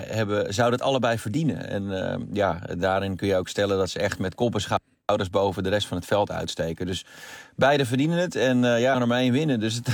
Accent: Netherlands; Ja, nou ja, goed, ik ben Nederlander

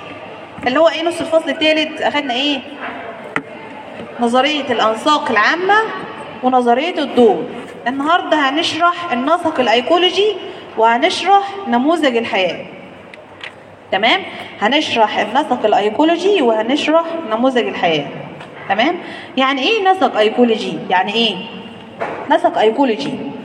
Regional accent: Mallawi, Minya Governorate, Egypt; now in Asyut, Egypt; لكن انا اصلا مش من اسيوط، يعني انا اصلا من ملوي. لكن انا دلوقتي بقيت قاعد في محافظه اسيوط وشغلي في اسيوط وفي كليتي.

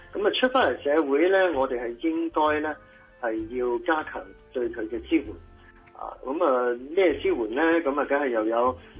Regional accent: Hong Kong; 因为香港我哋都喺香港土生土长呢

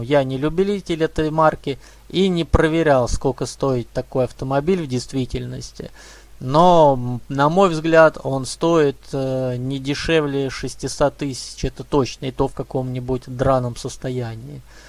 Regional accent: Omsk, Omsk Oblast, Russia; Я просто сам не из Красноярска, я с Омска.

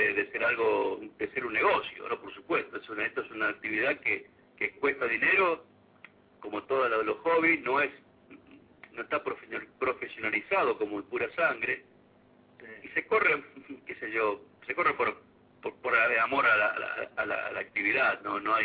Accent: Arteaga, Santa Fe, Argentina; nunca paró la actividad en ese pequeño pueblo, que es mi pueblo, que es Arteaga.

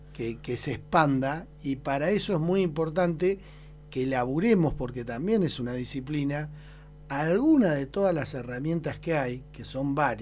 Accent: Argentina; Si somos Argentina, somos un país riquísimo.

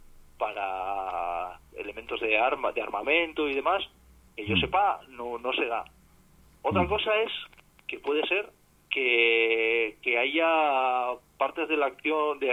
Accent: Palencia, Castile and León, Spain; porque en sí yo soy de Palencia. En Palencia, una de las grandes empresas es la fábrica de armas.

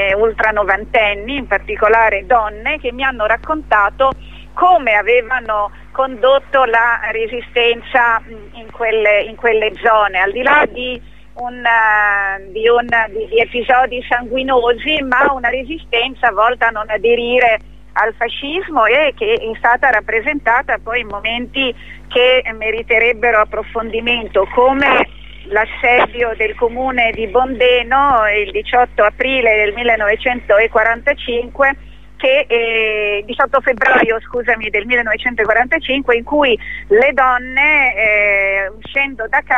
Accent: Ferrara, Emilia-Romagna, Italy; io vengo da quei luoghi, sono nata a Ferrara, conosco quei luoghi, amo quei luoghi, e pensavo che ritornare a casa sarebbe stato più semplice.

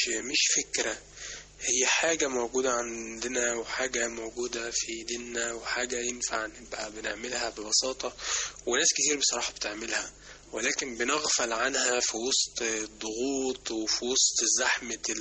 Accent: Egypt; العامل الأساسي في دوت فينا كمصريين

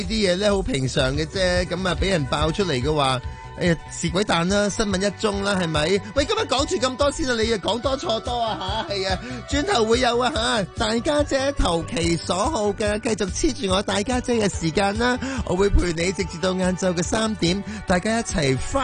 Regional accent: Hong Kong

